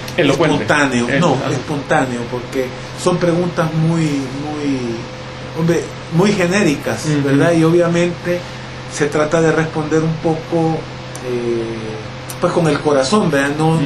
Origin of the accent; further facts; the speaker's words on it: San Salvador, El Salvador; born there; Nací aquí en San Salvador.